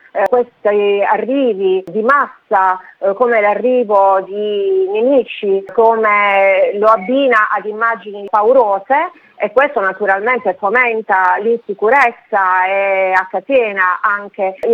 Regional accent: Apulia, Italy; dico con una punta di orgoglio, essendo pugliese, che proprio dalla Puglia è cominciato questo processo

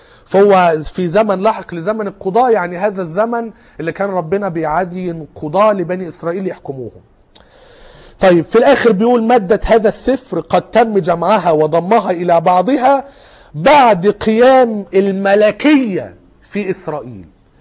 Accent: Cairo, Cairo Governorate, Egypt; ايه مشهور عندنا في القاهرة لكن يمكن هنا في مطروح مش فيه

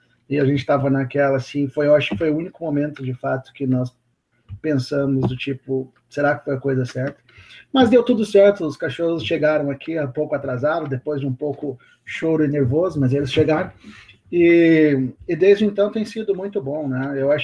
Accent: Rio Grande do Sul, Brazil; also born or lived in São Paulo; eu sou, né, eu nasci em São Paulo, mas me criei no Rio Grande do Sul

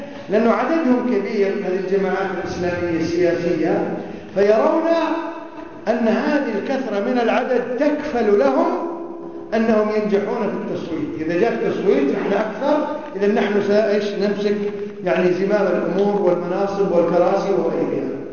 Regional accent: Kuwait; شيخهم عندنا في الكويت عبد الرحمن عبد الخالق

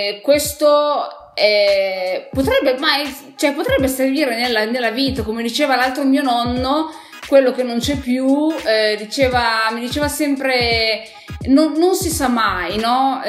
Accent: Piedmont, Italy; io sono piemontese, Alto Piemonte, quasi vicina, cioè vicina alla Valle d'Aosta, vicina alla Svizzera, dove i miei bisnonni erano pastori

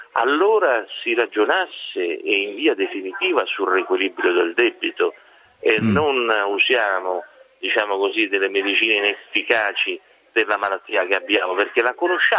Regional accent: Rome, Lazio, Italy; Ora io penso solo una cosa, no, da romano, da italiano

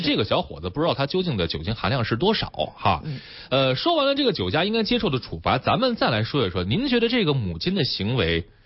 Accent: China; 这个我们中国人都喜欢讲价。

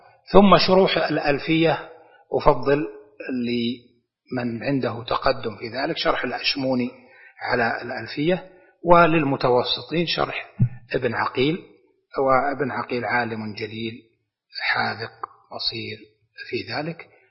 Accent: Najd, Saudi Arabia; زي عندنا في نجد المستعملة

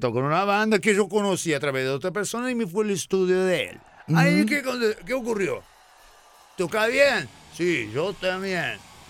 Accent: Argentina; porque soy argentino y me gusta el rock

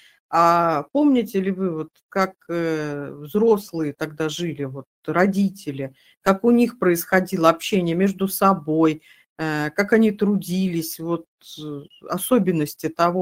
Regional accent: Siberia, Russia; а мало кто понимает, только мы понимаем, сибиряки

